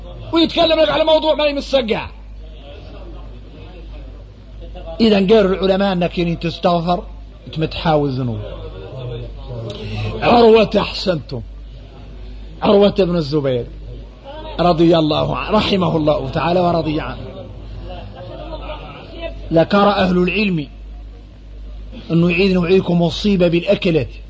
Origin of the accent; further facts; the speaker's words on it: Mauritania; نحن موريتاني